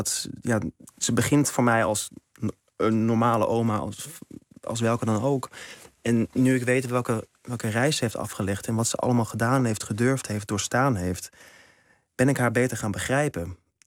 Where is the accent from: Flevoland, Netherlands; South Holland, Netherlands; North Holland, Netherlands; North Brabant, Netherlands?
North Holland, Netherlands; Amsterdam; moved away as an adult; Ik ben van Amsterdam vertrokken naar Maastricht, naar de toneelacademie.